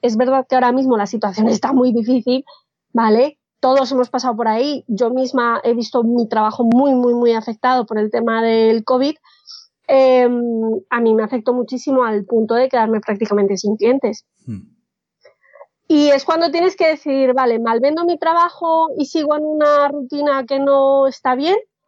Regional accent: Colombia; now in Spain; Yo soy colombiana, pero llevo 20 años viviendo aquí en España.

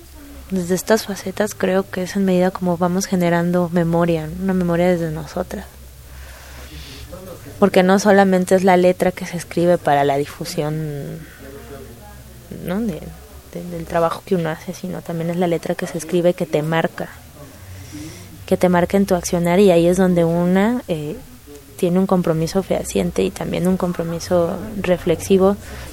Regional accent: Veracruz, Mexico; reforzar mis lazos libertarios con mi ciudad natal, que es el puerto de Veracruz

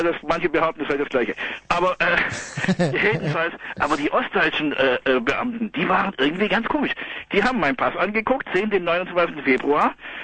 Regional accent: Ravensburg, Baden-Württemberg, Germany; Ich komme aus Ravensburg

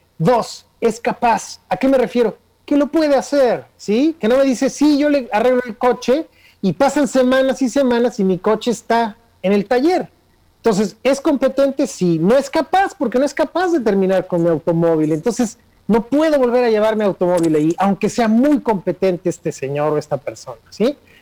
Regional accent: Mexico; algo que tenemos que hacer como mexicanos es aprender a conversar con los demás

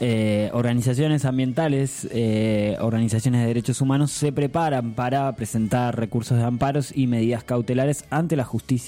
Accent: Argentina; esto es lo que nos marca como historia, como pueblo argentino, a no quedarse callados

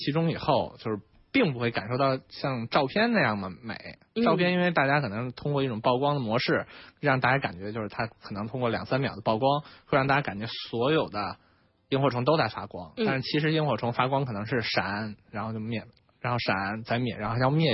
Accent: Beijing, China; 其实小的时候在北京里偶尔还是可以看到的。

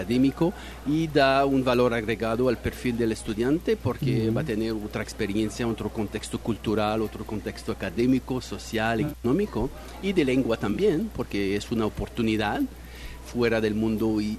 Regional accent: Quebec, Canada; first language French; Spanish is a second language; bueno, anglófono, pero yo vengo de Quebec.

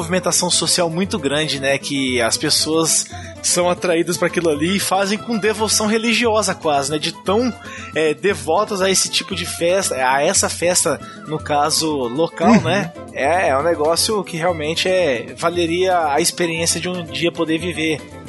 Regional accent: Paraná, Brazil; Ó, nós somos paranaense, hein?

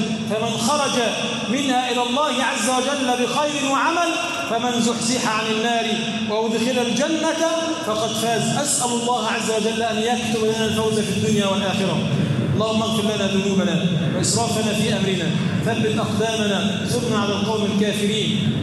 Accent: Egypt; بلدنا مصر بلدا امنا مطمئنا، سخاء رخاء

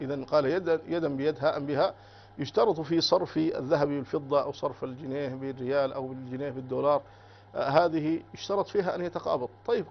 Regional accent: Sudan; يعني يستلمه عندنا في السودان

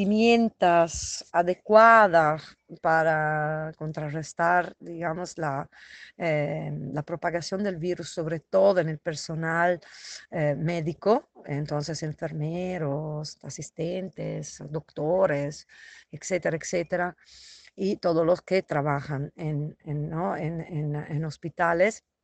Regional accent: Italy; now in Bolivia; soy italiana, pero hace muchos años trabajo en Bolivia, en la cárcel San Pedro de La Paz.

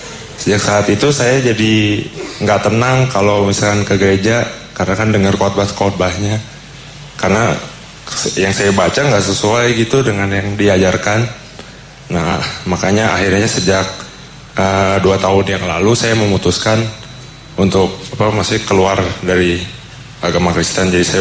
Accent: Jakarta, Indonesia; Saya dari asli dari Jakarta.

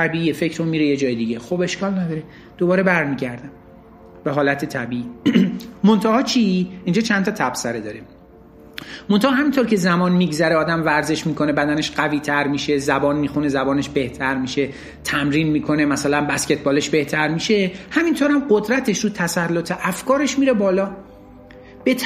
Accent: Iran; ما ایرانی هستیم، باهوشیم مثلا.

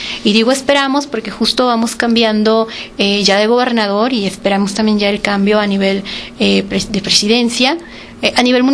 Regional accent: Mexico; Y nosotros la tenemos muy cerca como mexicanos y no la valoramos.

